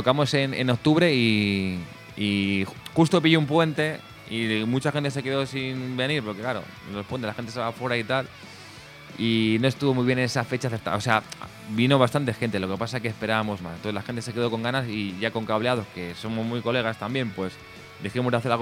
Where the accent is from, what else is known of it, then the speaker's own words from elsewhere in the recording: Móstoles, Community of Madrid, Spain; porque nosotros somos de la zona sur, somos de Móstoles, de Alcorcón y así